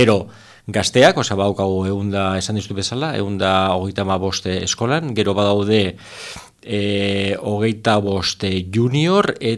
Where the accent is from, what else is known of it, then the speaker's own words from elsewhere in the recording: San Sebastián, Basque Country, Spain; now in Hendaye, France; ni donostiarra naiz, osea, endaian bizierren donostiarra naiz